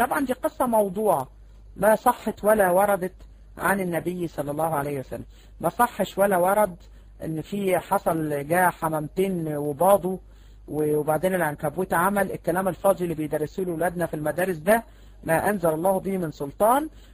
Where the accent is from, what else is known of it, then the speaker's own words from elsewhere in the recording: Egypt; احنا عندنا في مصر بنسميها خرابة.